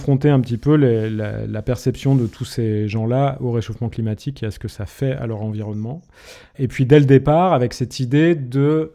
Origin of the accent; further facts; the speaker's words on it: Grenoble, Auvergne-Rhône-Alpes, France; une manière de revenir habiter là où j'ai grandi, c'est-à-dire vers Grenoble et les montagnes qui sont autour.